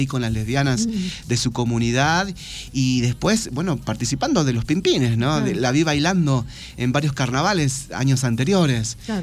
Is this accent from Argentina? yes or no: yes; Tartagal, Salta, Argentina; born there; en las comunidades que circundan la ciudad donde yo nací, en Tartagal.